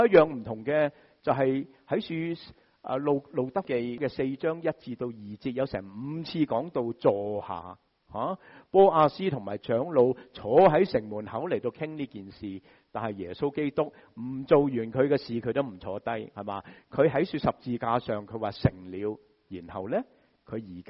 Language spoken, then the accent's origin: Cantonese; United States; 我哋美国人点样啊？